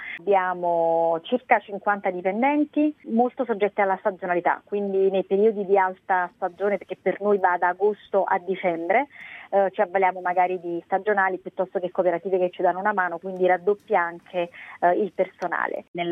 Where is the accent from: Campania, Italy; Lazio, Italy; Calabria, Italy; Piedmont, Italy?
Campania, Italy; Gragnano; Noi siamo nati a Gragnano, siamo cresciuti e continuiamo a viverci. Ci sentiamo legati al territorio perché ci ha dato tanto.